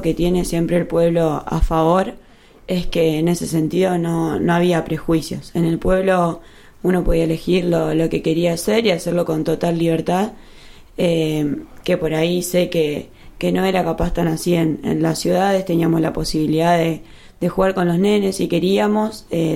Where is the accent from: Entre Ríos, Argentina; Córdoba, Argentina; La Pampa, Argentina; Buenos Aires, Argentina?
La Pampa, Argentina; Agustoni; Bueno, yo soy de Agustoni, que es un pueblito chico que está cerca de General Pico.